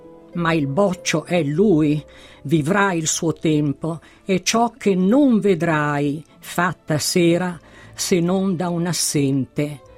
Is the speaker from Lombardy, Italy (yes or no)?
yes; Milan, Lombardy, Italy; Quasimodo mi ha svelato alcuni misteri di Milano che io milanese non conoscevo